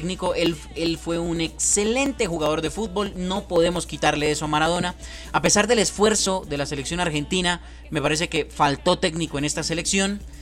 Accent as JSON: {"language": "Spanish", "country": "Colombia", "said": "soy colombiano, ¿no?"}